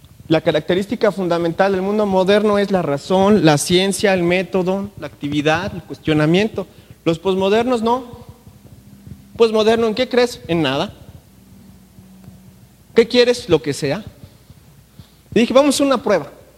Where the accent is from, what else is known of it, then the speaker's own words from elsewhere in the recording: Mexico; Y tengo que pagarlo porque es mi obligación como mexicano.